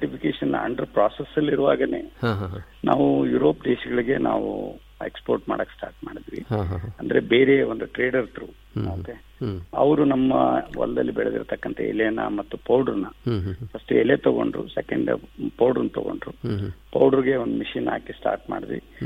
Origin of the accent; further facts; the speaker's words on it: Budagumpa, Karnataka, India; ನಾನು ಹಳ್ಳಿಯಲ್ಲಿ ಹುಟ್ಟಿ ಕನ್ನಡ ಮೀಡಿಯಂದಲ್ಲೇ ನಾನು ಓದ್ದವನು. ಅಲ್ಲೇ ಒಂದು ಗಂಗಾವತಿ ಹತ್ರ ಕಾರ್ಟಿಗಿ ಬೂದ್ಗುಂಪ ಅಂತ ಒಂದು ಊರಿಂದ ನಾವು